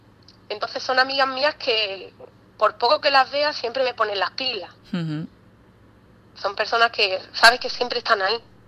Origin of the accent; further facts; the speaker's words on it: Ubrique, Andalusia, Spain; born there; now in Málaga, Spain; yo a veces digo que soy de Málaga porque es como que lo más fácil, pero luego cuando ya tengo un poco más acercamiento a las personas, ya le digo que mi hogar está en Málaga, pero que nací en un pueblecito